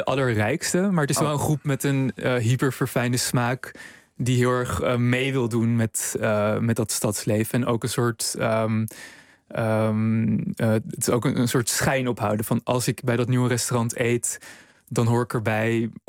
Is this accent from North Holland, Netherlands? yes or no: yes; Amsterdam, North Holland, Netherlands; Nou, ik ben zelf opgegroeid in Amsterdam en ik studeerde tijdens de crisisjaren.